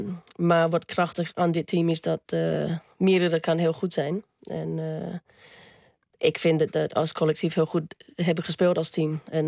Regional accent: Australia; now in Netherlands; Maar dat doet me altijd denken aan Australië als ik de geur...

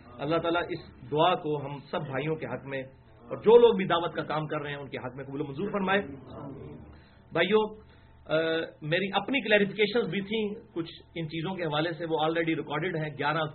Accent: Jhelum, Punjab, Pakistan; now in Islamabad, Pakistan; میں چونکہ 15 سال سے اسلام آباد میں، اسلام آباد بھی میرا شہر ہے اور نیٹو سٹی تو جہلم ہے،

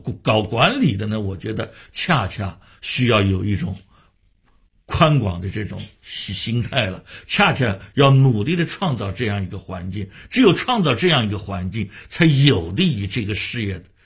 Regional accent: Shanghai, China; 我发现北京人也做过我们上海人的戏啊

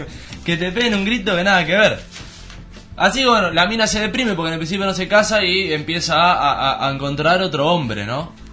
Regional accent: Uruguay; Yo soy uruguayo, soy exótico.

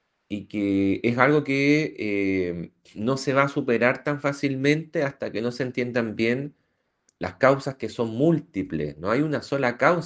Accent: Valparaíso, Chile; los que somos porteños, donde hay un espíritu, hay un ethos, hay un pathos.

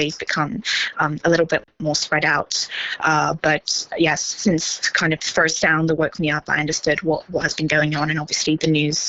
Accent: Ukraine; this is my home country, and it was important for me to come back here to help out.

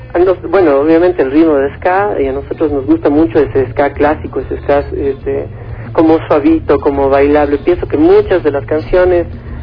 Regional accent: Cuenca, Azuay, Ecuador; somos cuencanos, ¿no?, y queremos relacionarnos con lo que es cuencano.

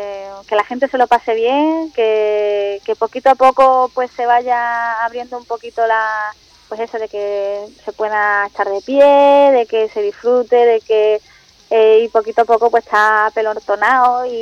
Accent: Málaga, Andalusia, Spain; era bastante conocido en Málaga, de donde yo soy.

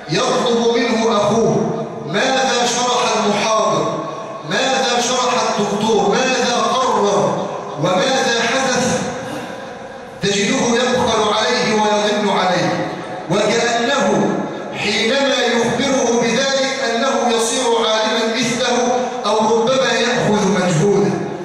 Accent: Egypt; واجعل بلادنا مصر آمنة مطمئنة سخاء رخاء

